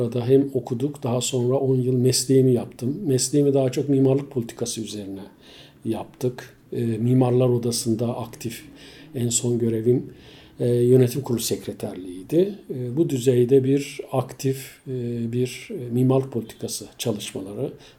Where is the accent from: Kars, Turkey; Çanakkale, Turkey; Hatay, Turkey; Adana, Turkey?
Çanakkale, Turkey; Bozköy; moved away as an adult; ben aslında yani 55 yıl önce Çanakkale'de doğmuşum. Yaşım 55. Dolayısıyla Çanakkale'de Geyikli bölgesinde bulunan Bozköy diye bir köyde. Baba memleketim orası. Aile memleketim orası.